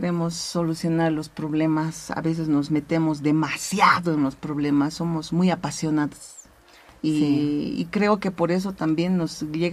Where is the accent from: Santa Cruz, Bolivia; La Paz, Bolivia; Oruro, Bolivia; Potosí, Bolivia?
Oruro, Bolivia; estrenando el hospital en este pueblo natal, cuna de músicos. Es semillero de músicos, mi tierra linda.